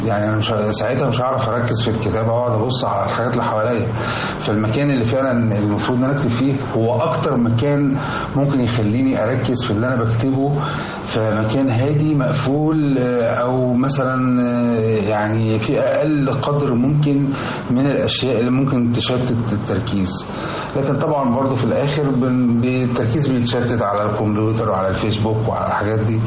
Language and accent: Arabic; Damietta, Damietta Governorate, Egypt; أنا اتولدت في مدينة دمياط ونشأت فيها، وفضلت دخلت المدارس كلها، المدرسة الابتدائي والإعدادي والثانوي، وحتى الجامعة بتاعتي كانت هناك.